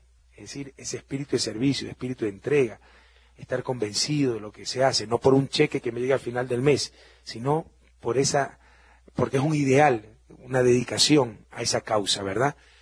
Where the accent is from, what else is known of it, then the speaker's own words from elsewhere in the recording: Guayaquil, Guayas, Ecuador; now in Quito, Ecuador; Ustedes saben que Guayaquil es mi ciudad natal, que por cuestiones de familia, básicamente mi esposa es de clima frío, el clima de Guayaquil le sentaba muy duro. Me radiqué hace 16 años en Quito